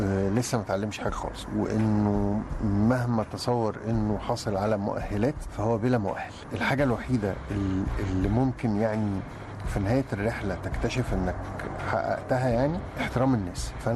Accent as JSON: {"language": "Arabic", "country": "Egypt", "said": "موجودين عندنا في مصر يعني."}